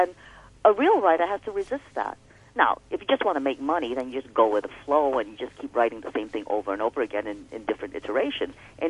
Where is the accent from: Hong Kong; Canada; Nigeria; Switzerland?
Hong Kong; also born or lived in New York, United States / Cincinnati, United States / New Zealand / Greece; I'm not afraid of the fact that I came from Hong Kong, but I don't wish Hong Kong to limit me in terms of how I see what I wish to write, because of course my life hasn't been just Hong Kong.